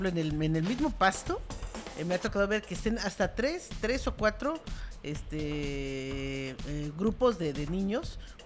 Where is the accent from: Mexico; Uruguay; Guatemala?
Mexico; los que ganamos somos los mexicanos.